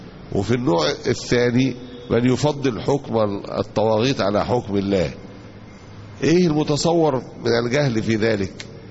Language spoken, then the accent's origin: Arabic; Egypt; عندنا في مصر هنا ممكن يكون طبعا في بلاد تانية ما يعرفوش